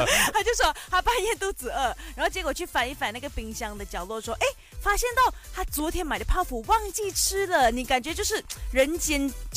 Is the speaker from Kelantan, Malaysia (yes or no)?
yes; Kelantan, Malaysia; 因为我们那边格兰丹的福建话有些字眼是跟你们不一样